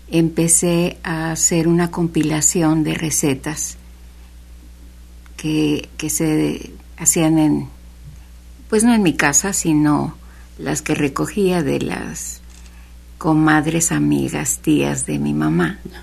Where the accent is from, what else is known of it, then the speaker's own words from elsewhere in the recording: Xalapa, Veracruz, Mexico; born there; Yo nací en Jalapa.